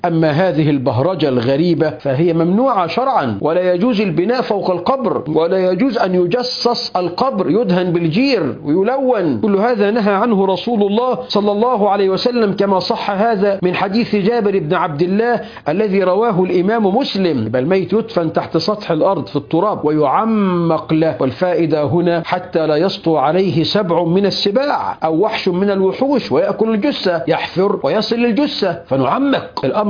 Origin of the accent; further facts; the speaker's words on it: Egypt; الأمر الملفت للنظر عندنا في مصر